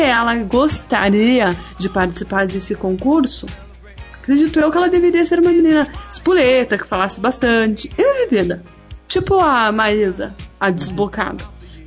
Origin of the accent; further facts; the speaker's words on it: Santa Catarina, Brazil; Eu sou de Santa Catarina, lá tem muito morro, não dá pra andar de bicicleta.